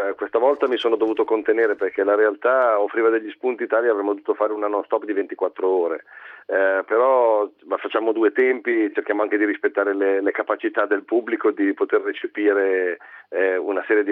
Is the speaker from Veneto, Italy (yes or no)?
no; Milan, Lombardy, Italy; also born or lived in Aosta Valley; Di origine sono valdostano, però è Milano la mia sede e qui ovviamente mi trovo un po' a casa mia.